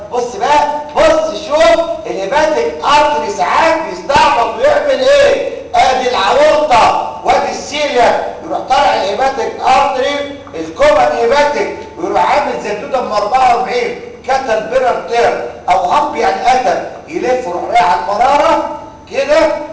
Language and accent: Arabic; Egypt; ايوه فانا اتخلص كمصري